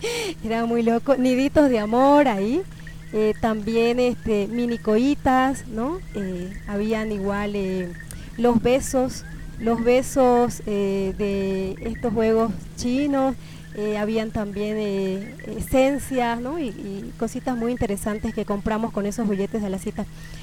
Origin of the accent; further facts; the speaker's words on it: Santa Cruz, Bolivia; Ustedes saben que yo vivo y soy de Santa Cruz